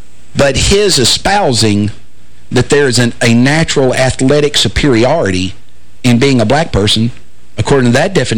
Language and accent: English; Hopkinsville, Kentucky, United States; I grew up in Hopkinsville, Kentucky.